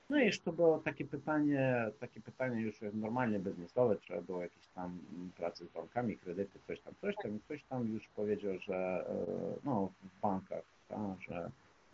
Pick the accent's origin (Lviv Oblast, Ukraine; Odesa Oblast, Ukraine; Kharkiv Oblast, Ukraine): Lviv Oblast, Ukraine; Lviv; moved away as an adult; now in Krakow, Poland; Jestem z Lwowa w ogóle, a od 2015 roku mieszkam w Krakowie, mieszkam to znaczy i pracuję w Krakowie. Pewno, że tak. Ile mam lat, to na teraz 48.